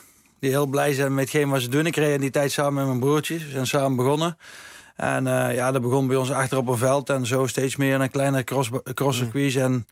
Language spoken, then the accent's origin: Dutch; Bergeijk, North Brabant, Netherlands; Dat was echt een hele mooie huldiging bij ons in Bergijken.